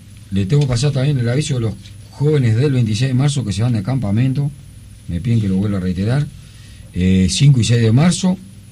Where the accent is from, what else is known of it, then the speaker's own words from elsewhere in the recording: Uruguay; Somos 3 millones, no somos nada. Somos un barrio de San Pablo.